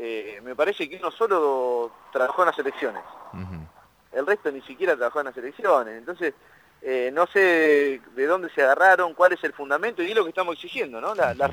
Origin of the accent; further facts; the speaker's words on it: Olavarría, Buenos Aires Province, Argentina; acá somos de Olavarría